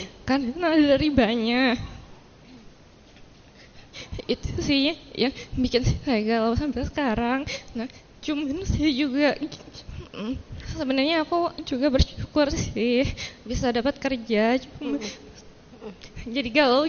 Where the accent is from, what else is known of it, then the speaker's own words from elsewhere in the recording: Bandung, West Java, Indonesia; Saya dari Cijambe.